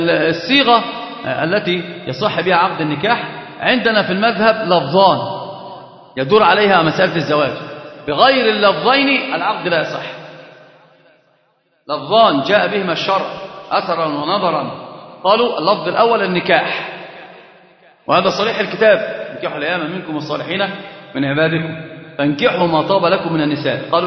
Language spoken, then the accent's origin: Arabic; Egypt; طبعا عندنا معروف جدا ان احنا كمصريين